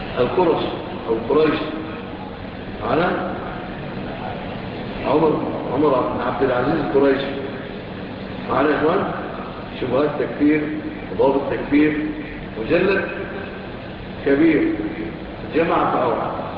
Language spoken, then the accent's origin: Arabic; Egypt; لا سيما بلادنا مصر